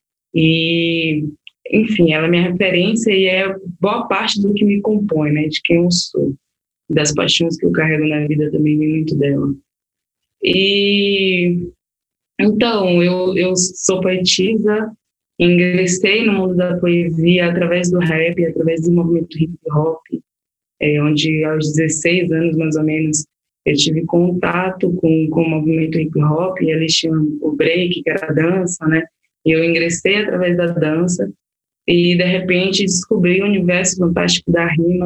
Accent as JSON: {"language": "Portuguese", "town": "Salvador", "region": "Bahia", "country": "Brazil", "tie": "born or raised there", "said": "é uma mulher preta, né, que sou trapolitana, nasci em Salvador. Me criei na periferia da Guiné, no bairro de Pernambués."}